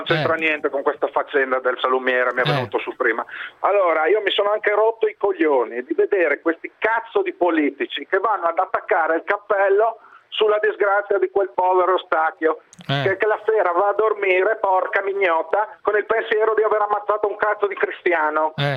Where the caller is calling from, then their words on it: Udine, Friuli-Venezia Giulia, Italy; Non sono da Lucca, sono da Udine.